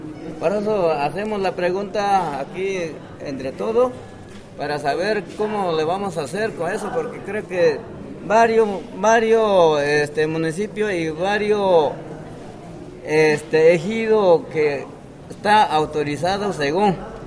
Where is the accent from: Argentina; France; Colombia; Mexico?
Mexico; Citlaltepec, Guerrero; Se mencionó hace un rato que yo soy del ejido de Citlaltepec, municipio de Milatono.